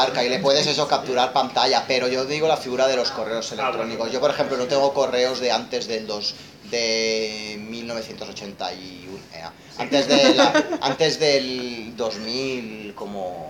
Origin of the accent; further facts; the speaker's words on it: Romania; Es que yo soy húngaro de Rumanía. O sea, yo no soy ni rumano ni húngaro. De Hungría, yo soy un húngaro en Rumanía.